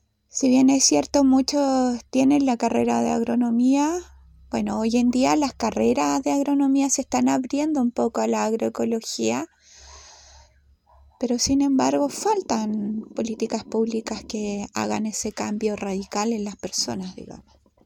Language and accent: Spanish; Gualañé, Biobío, Chile; Soy de Gualañé y mi lugar de origen de nacimiento es Mewimapu.